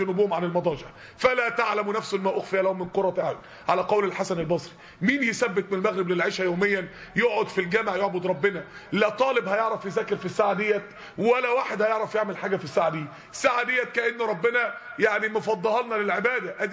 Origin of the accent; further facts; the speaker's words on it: Mansoura, Dakahlia, Egypt; يعني احنا عندنا في المنصورة كان اصعب منكم على فكرة.